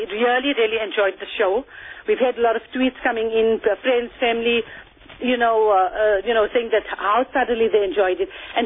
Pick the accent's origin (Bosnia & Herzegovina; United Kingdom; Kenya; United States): Kenya; So also that inspires us as a Kenyan